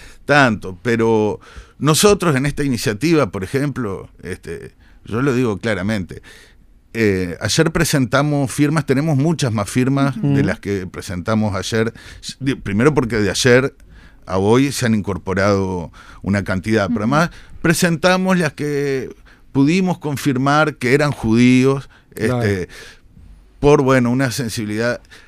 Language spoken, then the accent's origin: Spanish; Uruguay; Somos uruguayos, es lo que pasa en todos lados